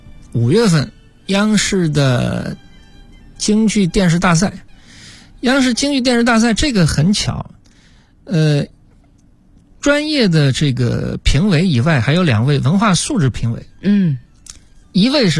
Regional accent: Hangzhou, Zhejiang, China; 那么因为我是杭州人，这点比较好，那么我就在本地

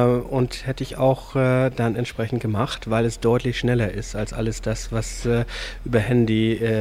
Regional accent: Hamburg, Germany; Ich komme aus Hamburg, bin in den Medien tätig und viel unterwegs.

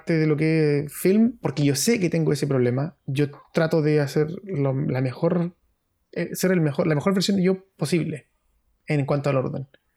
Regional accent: Antofagasta, Chile; Soy de Antofagasta y soy de la población

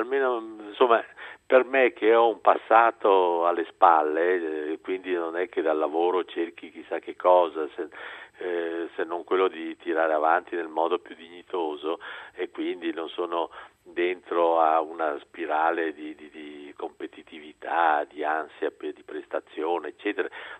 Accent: Venice, Veneto, Italy; ho un mio flemma, che è la flemma di uno che ha lo scirocco nel sangue, perché io sono un veneziano, quindi faccio fatica a scompormi.

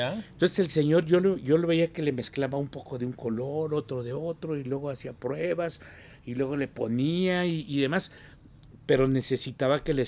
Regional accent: Tlaquepaque, Jalisco, Mexico; born there; vengo de una familia de artesanos, nací en Tlaquepaque

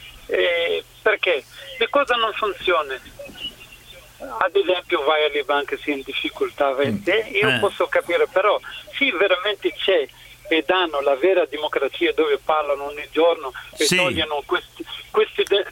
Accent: Tunisia; Italian is a second language; Sono tunisino, ho passato anch'io la primavera.

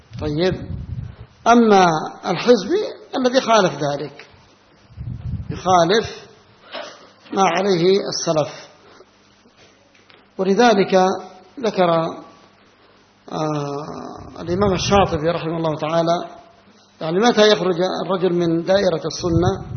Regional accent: Yemen; عندنا في اليمن الشعبانية يقولونها

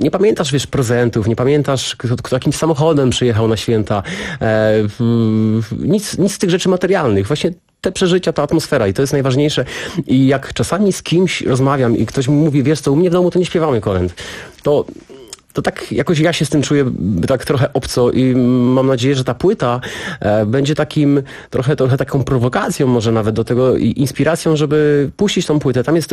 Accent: Jelenia Góra, Lower Silesian Voivodeship, Poland; Pamiętam jedną z pasterek pod Jelenią Górą, pod moim rodzinnym miastem, z którego właśnie tam się tego wszystkiego nauczyłem.

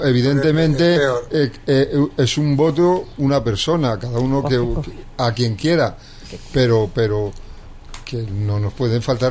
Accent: Spain; soy más español que tú.

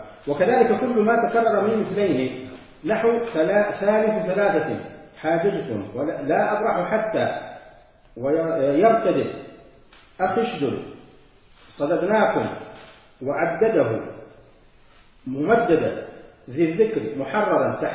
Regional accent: Medina, Medina Province, Saudi Arabia; accent: Hijazi; هنا أهل الحجاز يعني لهجتنا في المدينة

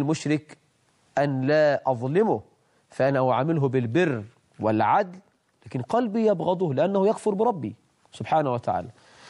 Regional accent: Egypt; أسأل الله عز وجل أن يجعل بلدنا مصر أمنا أمانة

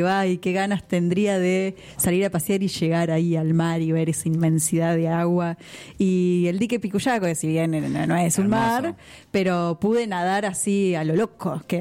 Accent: Mar del Plata, Buenos Aires Province, Argentina; Yo soy nacida en Mar del Plata, así que me crié sabiendo nadar.

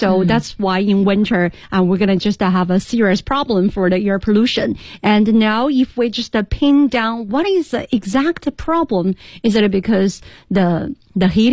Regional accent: Chengdu, Sichuan, China; English is a second language; now in Beijing, China; from Chengdu, my hometown, to Beijing

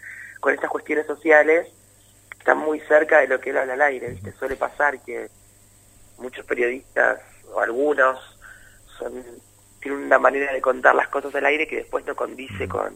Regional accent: San Pedro, Buenos Aires Province, Argentina; nosotros que somos de San Pedro lo sabemos muy bien

